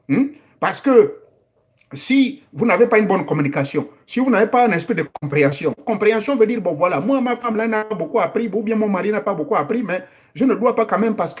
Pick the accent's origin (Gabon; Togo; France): Gabon; Oyo, comme nos mamans de Chibanga font chez nous au Gabon.